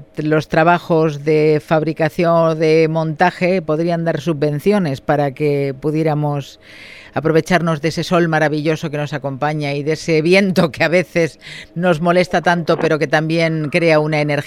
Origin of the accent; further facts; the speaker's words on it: Balearic Islands, Spain; ¿Crees que somos conscientes los ibicencos formenterenses, la gente en general